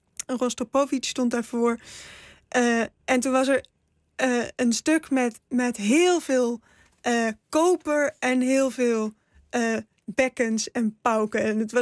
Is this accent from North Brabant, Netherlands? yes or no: yes; 's-Hertogenbosch, North Brabant, Netherlands; born there; Ik ben in Den Bosch geboren.